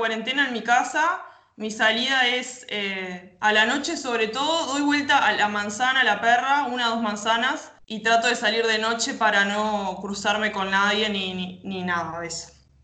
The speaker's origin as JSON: {"language": "Spanish", "region": "Rocha", "country": "Uruguay", "lives_now": "Montevideo, Uruguay", "said": "Yo puntualmente soy de Rocha y bueno, obviamente abandoné la idea de irme para ver a mi familia por esto, ¿no? Que justamente estoy en Montevideo"}